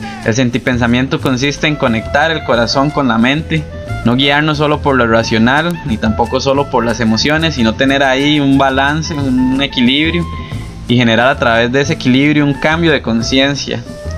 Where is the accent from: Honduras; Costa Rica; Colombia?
Costa Rica; de Guanarred, Costa Rica.